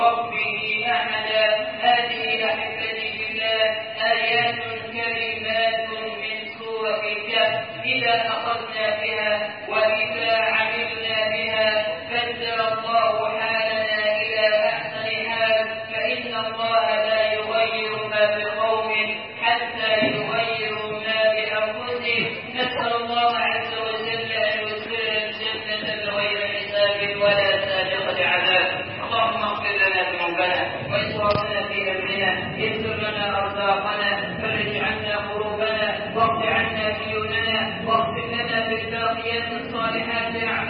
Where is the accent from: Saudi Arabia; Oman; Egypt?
Egypt; أن تجعل بلدنا مصر أمنا أمانا سخاء رخاء